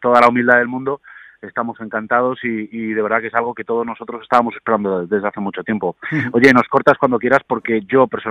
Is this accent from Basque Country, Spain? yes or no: no; León, Castile and León, Spain; yo soy de León de toda la vida, pero siempre he vivido fuera, nunca había venido